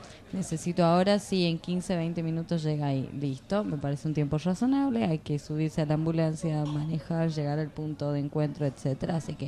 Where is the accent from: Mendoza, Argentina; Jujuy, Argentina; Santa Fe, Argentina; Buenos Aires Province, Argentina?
Jujuy, Argentina; No, había ido porque soy Jujeña.